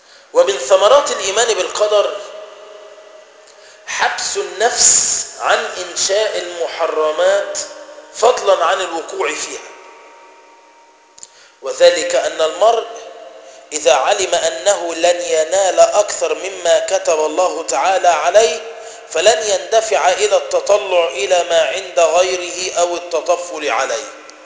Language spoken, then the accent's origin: Arabic; Egypt; كلمه دارجه يعني بيننا ايه كمصريين